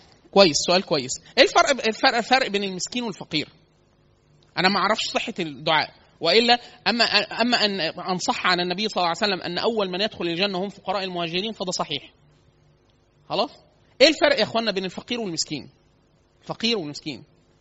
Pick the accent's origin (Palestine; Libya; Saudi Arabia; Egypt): Egypt; Upper Egypt; احنا عندنا في الصعيد كتير سوق الخضار، فسوق كبيرة جدا.